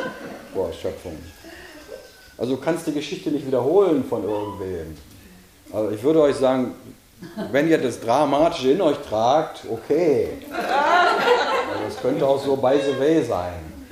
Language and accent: German; Bavaria, Germany; Ich bin ein Bayer in Bayern und das ist im Himmel sein.